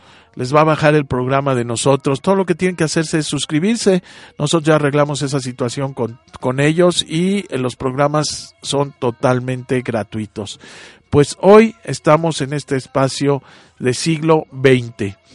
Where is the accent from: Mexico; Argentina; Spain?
Mexico; la forma en que debemos comportarnos nosotros como mexicanos, todos estos ciudadanos mexicanos, todos los que vivimos aquí.